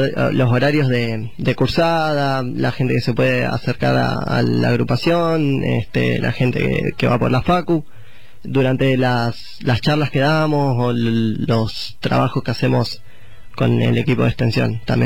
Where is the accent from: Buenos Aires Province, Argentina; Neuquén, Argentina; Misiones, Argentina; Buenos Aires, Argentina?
Neuquén, Argentina; moved away; Yo igual soy de Neuquén capital, que es el desierto. Pone que tenemos un río ahí, viste, y eso es lo más pintoresco que podemos tener.